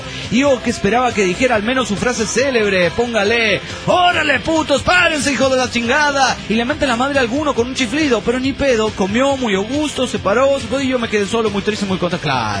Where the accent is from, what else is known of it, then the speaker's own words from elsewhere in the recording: Coahuila, Mexico; No, porque yo vengo de Coahuila y ahí está muy chido todo